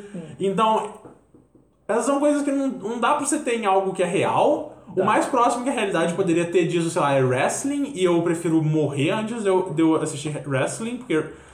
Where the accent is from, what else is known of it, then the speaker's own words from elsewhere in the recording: Brazil; born there; o Brasil é só... Acontece ser o pedaço de... Terra onde eu nasci, só isso.